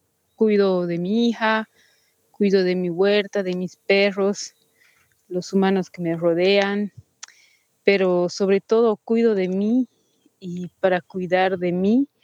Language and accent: Spanish; Cochabamba, Bolivia; soy de Cochabamba, Bolivia